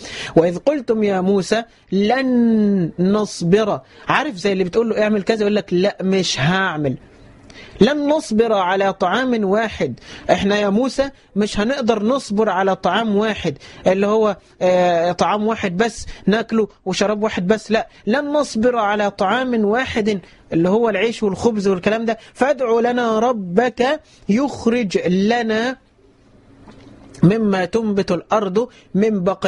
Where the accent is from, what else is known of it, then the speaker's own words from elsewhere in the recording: Egypt; هل المقصود بها مصر اللي هي مصرنا بلدنا مصر